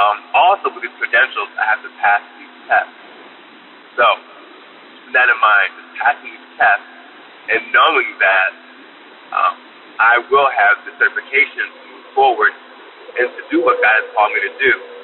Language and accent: English; New Jersey, United States; I'm from New Jersey. I'm a long-time listener.